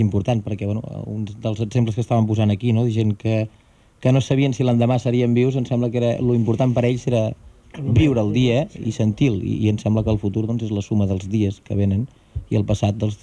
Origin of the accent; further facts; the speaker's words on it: Catalonia, Spain; com a bon catalans em sembla que és una realitat òbvia